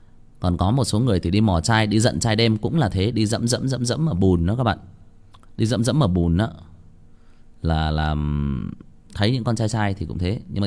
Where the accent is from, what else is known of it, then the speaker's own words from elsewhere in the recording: Nghia Tru, Hưng Yên, Vietnam; Hồi mình còn bé thì các bạn biết đó, ở nếu mà ở bạn nào ở xã Nghĩa Trụ thì các bạn sẽ biết là có một cái con sông nó chảy qua ở gần làng.